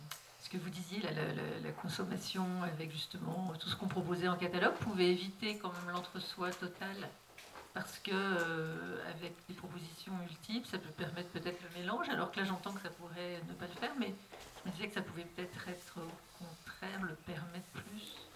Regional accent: Auvergne-Rhône-Alpes, France; moi, je viens d'une commune de l'Ouest lyonnais, un peu une ville dortoir. Il y a 9000 habitants.

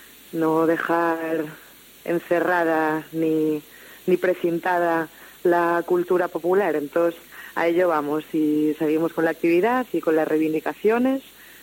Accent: Asturias, Spain; nosotras somos el pueblo asturiano

